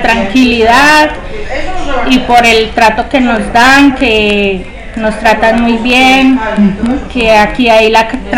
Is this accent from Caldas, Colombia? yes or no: no; La Virginia, Risaralda, Colombia; moved away; Yo vengo de Colombia, de la Virginia Risaralda.